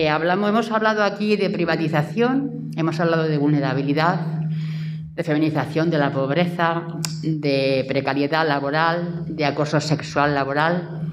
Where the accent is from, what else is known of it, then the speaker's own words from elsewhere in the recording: Barcelona, Catalonia, Spain; now in Granada, Spain; Yo vengo de Barcelona. He estado toda mi vida laboral en Cataluña y, en fin, yo no conocía Granada.